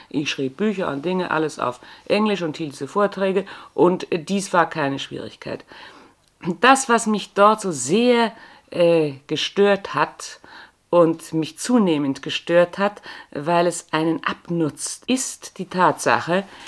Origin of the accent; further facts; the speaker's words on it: Bavaria, Germany; accent: Bavarian; ich kann schon noch das Bayerische, gell? Sie kann schon noch, aber merken tut man es nicht mehr. Ich bin also eine bayerische Landperson